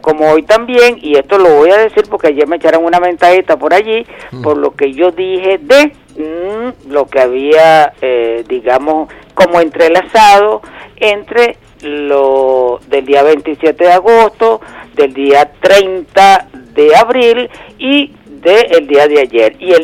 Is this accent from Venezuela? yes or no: yes; Venezuela; Digo nosotros como pueblo, digo nosotros como venezolanos, digo nosotros como el país entero